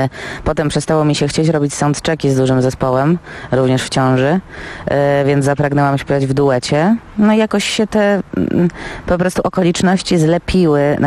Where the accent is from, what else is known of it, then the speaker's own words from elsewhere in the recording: Warsaw, Masovian Voivodeship, Poland; zawsze granie w Warszawie, w związku z tym, że jestem rdzenną warszawianką